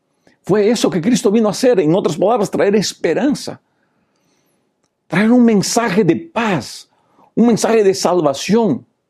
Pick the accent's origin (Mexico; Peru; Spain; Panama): Peru; born there; first language Portuguese; Spanish is a second language; Yo fui educado en portugués. Yo hablo bien el portugués. Mi primer idioma es el portugués, aunque soy nacido en Perú.